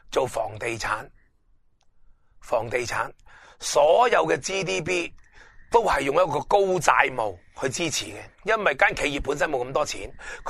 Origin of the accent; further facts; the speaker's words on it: Hong Kong; 我哋香港人曾经有段时间好鍾意食大陆罐头啊